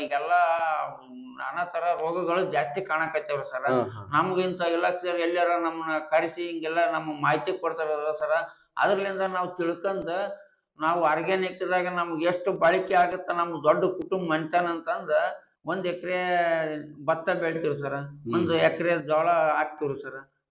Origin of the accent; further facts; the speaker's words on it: Hunasihalu, Karnataka, India; ಹುಣಸಿಹಾಳು ಅಂತ ಒಂದು ಊರಾಗೈತೆ ನೋಡ್ರಿ ಸರ್